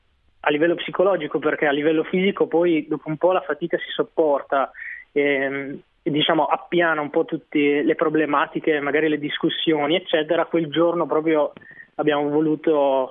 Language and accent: Italian; Reggio Emilia, Emilia-Romagna, Italy; Noi siamo tutti e due di Reggio Emilia.